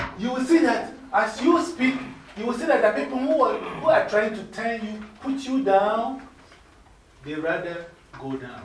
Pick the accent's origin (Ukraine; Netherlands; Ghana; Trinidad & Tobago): Ghana; moved away as an adult; now in United States; I went to college here when I came from Ghana, half state. It's called State University of Bradford. State University of New York, Bradford, Rochester. Okay, now, there were three Ghanaians at the college.